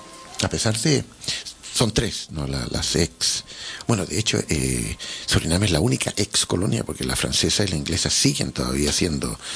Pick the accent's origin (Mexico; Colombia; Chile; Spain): Chile; yo como chileno y uno de cualquier otro sitio de Sudamérica, pues mira, somos sudamericanos